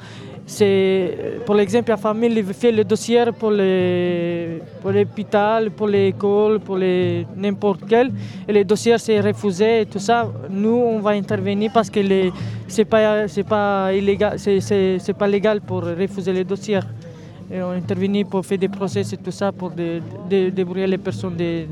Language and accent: French; Romania; French is a second language; moved away as an adult; now in France; j'ai fini ma école en Roumanie, j'ai arrivé ici pour travailler